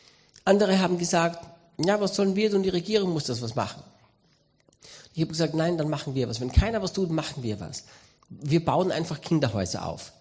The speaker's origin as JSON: {"language": "German", "region": "Styria", "country": "Austria", "said": "Ich bin Österreicher, Steirer."}